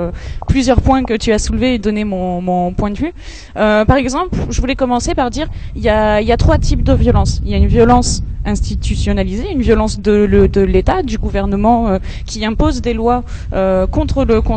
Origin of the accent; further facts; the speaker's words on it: Perpignan, Occitanie, France; Moi et mon copain qui est pas là, on vient de Perpignan.